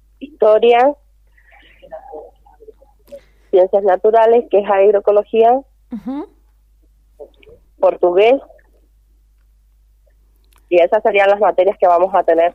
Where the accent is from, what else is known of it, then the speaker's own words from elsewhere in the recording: Mendoza, Argentina; Sí, a 200 kilómetros de acá de Malargüe.